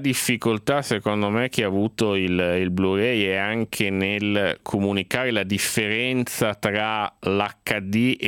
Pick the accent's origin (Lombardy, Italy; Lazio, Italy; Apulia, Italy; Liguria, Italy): Liguria, Italy; Genoa; io sarà che sono anche genovese